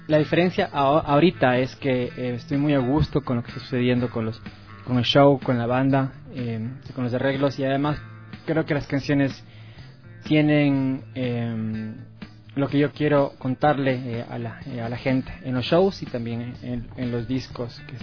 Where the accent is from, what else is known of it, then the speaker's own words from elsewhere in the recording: Cuenca, Azuay, Ecuador; born there; Yo nací en Cuenca hace muchos años